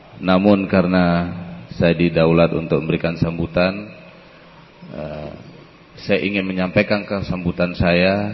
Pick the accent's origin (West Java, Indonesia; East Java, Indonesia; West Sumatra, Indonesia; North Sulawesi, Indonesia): West Sumatra, Indonesia; Jaya diartikan adalah karena saya berasal dari Sumatera Barat.